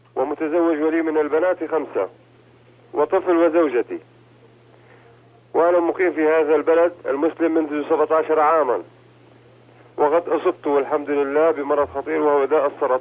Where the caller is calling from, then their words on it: Riyadh, Riyadh Province, Saudi Arabia; أنا هنا أتكلم من الرياض، وأسرتي مقيمة في مدينة طريف،